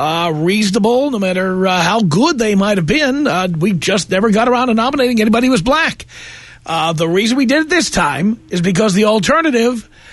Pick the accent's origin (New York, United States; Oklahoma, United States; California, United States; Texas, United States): New York, United States; moved away; I grew up in New York. I know New York as well as anybody. I left there.